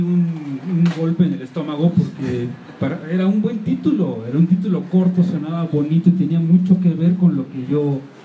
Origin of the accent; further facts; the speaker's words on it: Mexico; no voy a poner a personajes extranjeros siendo yo mexicano